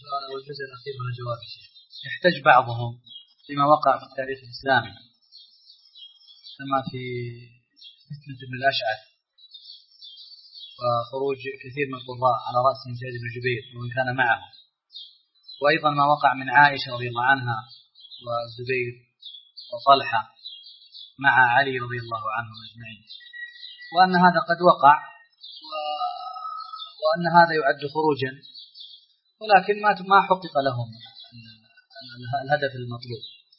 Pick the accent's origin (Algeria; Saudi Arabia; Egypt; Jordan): Saudi Arabia; يثار كثيرا الآن عندنا في السعودية